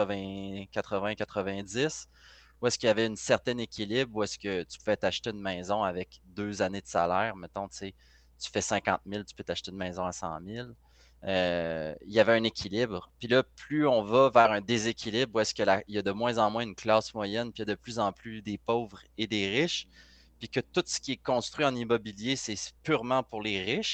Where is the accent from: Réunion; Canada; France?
Canada; une majorité supporte de s'appauvrir en tant que Canadien